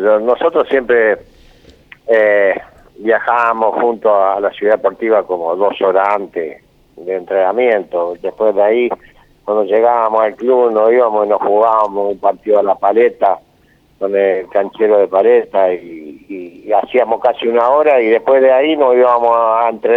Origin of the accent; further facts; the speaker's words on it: Santa Fe, Argentina; moved away as an adult; Yo vine de Santa Fe en el 71 a San Lorenzo de Almagro